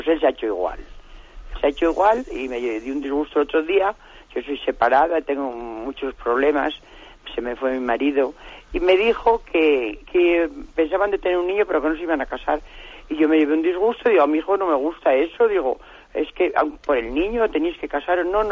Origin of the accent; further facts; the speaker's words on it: Salamanca, Castile and León, Spain; Es una chica que viene aquí a Salamanca, que yo soy de Salamanca